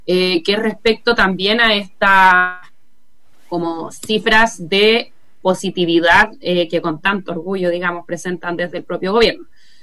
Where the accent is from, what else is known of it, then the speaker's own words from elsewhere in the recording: Chile; es una cuestión a la que lamentablemente como pueblo chileno estamos acostumbrados, ¿no?